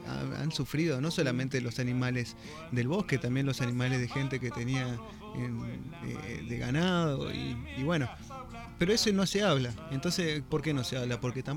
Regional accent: Jesús María, Córdoba, Argentina; yo vengo de Jesús María, donde es un lugar donde se utiliza, o sea, es conocido por la doma, el folclore

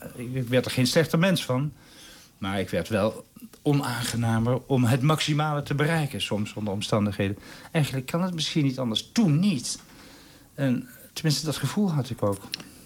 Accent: Nijmegen, Gelderland, Netherlands; In Nijmegen, waar ik vandaan kom

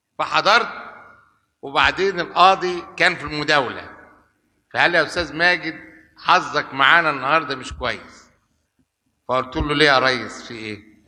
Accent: Shubra, Cairo Governorate, Egypt; وأنا أصلا ابن شبرا وابن الساحل

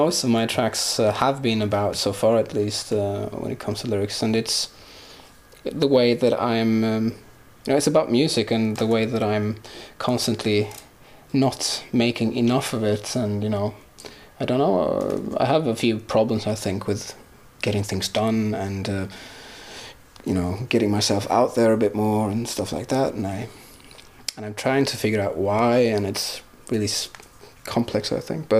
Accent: Sweden; first language Swedish; English is a second language; in English, mostly because it sounds like cliches whatever you write, and of course because it's not my native tongue. But when I wrote this lyric in Swedish, it actually was much easier

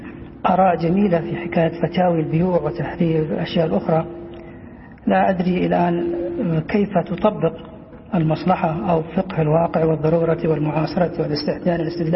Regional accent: Taif, Makkah Province, Saudi Arabia; moved away as an adult; فأنا من أهل الطائف صبا وبعيدا عنهم كهلا

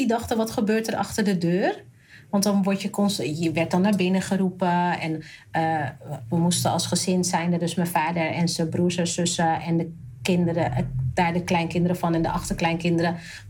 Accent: North Brabant, Netherlands; Nou kom ik uit Brabant, dus moest ik wel heel veel dingen uitleggen.

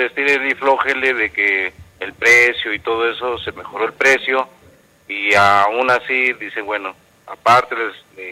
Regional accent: Atenco, State of Mexico, Mexico; me decía la gente, ¿de dónde vienes? Soy de Atenco.

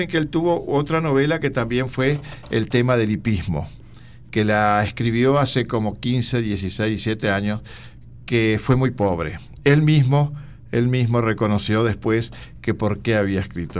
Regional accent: Uruguay; Onetti es un hombre que uno como uruguayo lo conoció con ese vozarrón

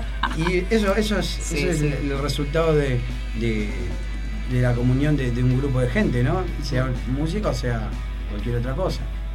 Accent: Berazategui, Buenos Aires Province, Argentina; Y nosotros somos de Berazategui, o sea...

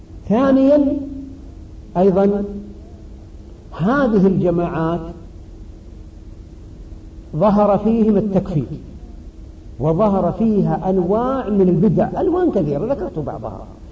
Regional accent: Saudi Arabia; فالمعروف أن بلدي السعودية وأظنكم كذلك إن شاء الله

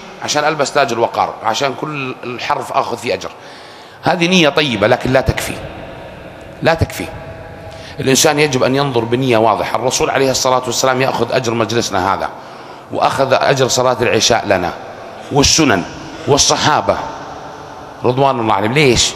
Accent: Saudi Arabia; أنا سعودي مسلم

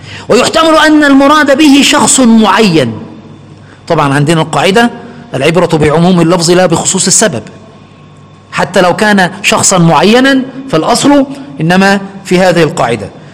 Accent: Egypt; عندنا في مصر وفي غالب الدول يعني

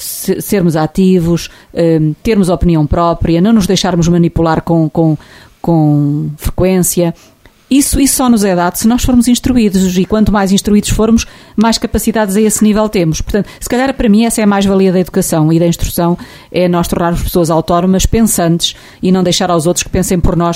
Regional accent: Portugal; a todos nós, que somos portugueses e estamos aqui paredes meias com a Espanha

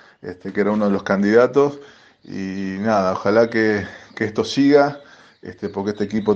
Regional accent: Argentina; La verdad que como argentino, y haber sido partícipe de una generación

